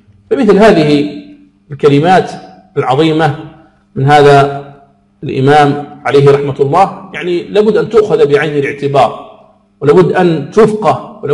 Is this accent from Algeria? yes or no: yes; Algeria; موجهة للدعاة في بلدنا الجزائر